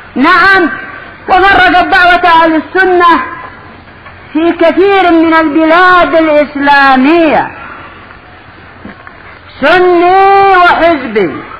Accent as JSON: {"language": "Arabic", "country": "Yemen", "said": "عندنا باليمن كان بعض الشباب قد أصبح مؤلفا وأصبح محققا"}